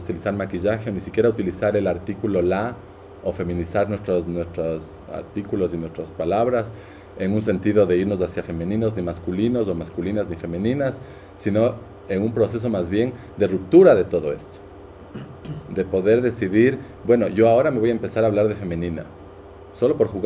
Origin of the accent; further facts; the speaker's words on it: Quito, Pichincha, Ecuador; yo soy ecuatoriana, yo soy quiteña, de San Blas, de esta familia